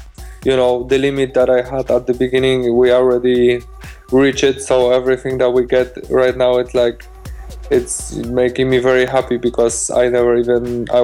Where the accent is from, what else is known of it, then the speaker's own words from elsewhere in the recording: Szczecin, West Pomeranian Voivodeship, Poland; English is a second language; We come from Poland, from Szczecin. We are doing music together since almost 7 or 8 years.